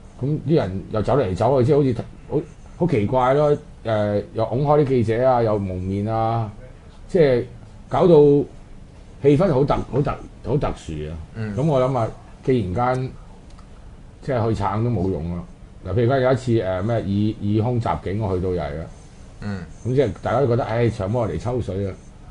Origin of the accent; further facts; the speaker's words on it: China; 我哋中國人用呢個誓死啦